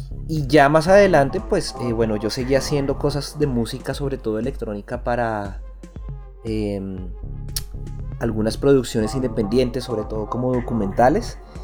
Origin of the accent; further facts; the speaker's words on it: Bogotá, Colombia; born there; Yo nací en Bogotá, capital de Colombia